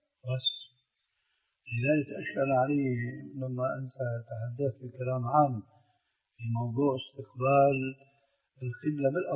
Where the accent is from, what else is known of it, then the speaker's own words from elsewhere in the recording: Syria; وهكذا عندنا في سوريا أيضا يقولون الذال لذينة